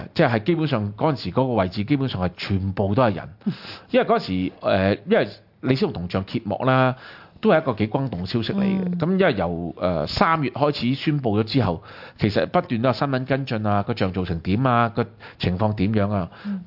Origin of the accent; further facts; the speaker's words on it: Hong Kong; 但我哋香港人咧好多時候咧當呢件事唔係一件事